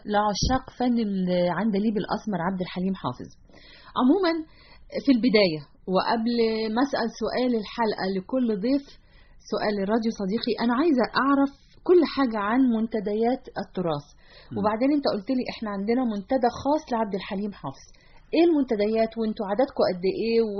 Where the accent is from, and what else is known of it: Egypt